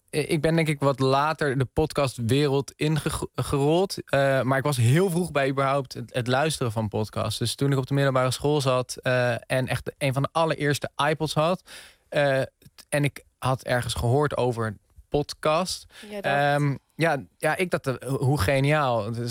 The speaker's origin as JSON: {"language": "Dutch", "town": "Eemnes", "region": "Utrecht", "country": "Netherlands", "tie": "born or raised there", "said": "Maar dan een heel gek plekje van Eemnes. Eemnes kennen mensen."}